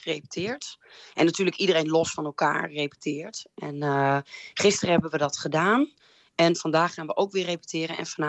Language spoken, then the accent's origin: Dutch; Klazinaveen, Drenthe, Netherlands; Ja, en ik kom uit Klazinaveen, uit Zuidoost-Drenthe.